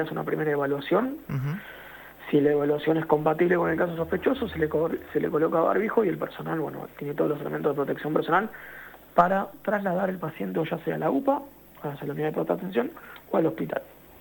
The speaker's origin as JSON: {"language": "Spanish", "town": "Florencio Varela", "region": "Buenos Aires Province", "country": "Argentina", "tie": "born or raised there", "said": "el Hospital de Florencio Varela, acá en mi pueblo"}